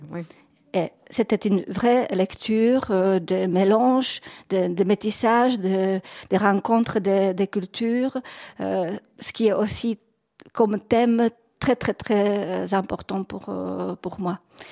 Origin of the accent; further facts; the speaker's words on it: Prague, Czechia; quand je suis revenue chez moi à Prague